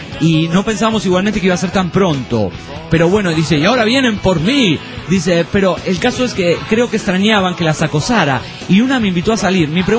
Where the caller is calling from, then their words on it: Costa Rica; de Costa Rica.